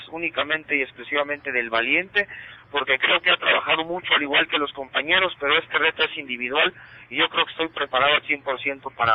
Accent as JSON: {"language": "Spanish", "town": "Guadalajara", "region": "Jalisco", "country": "Mexico", "said": "Pero yo soy orgullosamente de Guadalajara, Jalisco, del barrio de San Juan de Dios."}